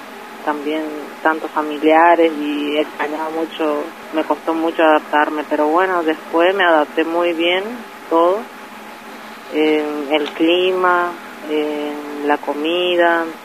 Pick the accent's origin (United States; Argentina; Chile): Argentina; Pampa del Indio, Chaco; nosotros somos de Pampa del Indio